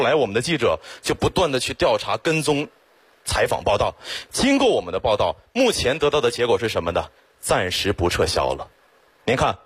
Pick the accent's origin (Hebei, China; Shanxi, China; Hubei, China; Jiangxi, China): Hebei, China; Xiong'an; 我真的特别的区区土生土长的雄安人，从小在那长大。